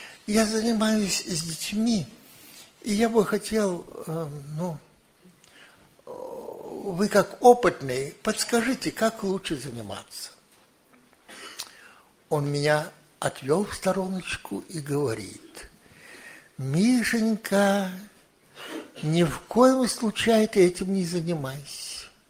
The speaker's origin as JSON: {"language": "Russian", "region": "Saint Petersburg", "country": "Russia", "tie": "born or raised there", "said": "Ну, я вырос в Ленинграде"}